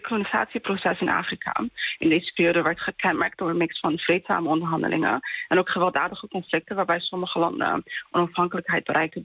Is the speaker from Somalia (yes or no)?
yes; Somalia; Dutch is a second language; also born or lived in Kenya / Netherlands / England; Ja, ik ben geboren in Somalië en ook opgegroeid in Somalië, maar ook Kenia, Nederland en Engeland. Ik spreek dan ook Somalisch en Engels. Bij mij thuis werd er ook Swahili en Arabisch gesproken.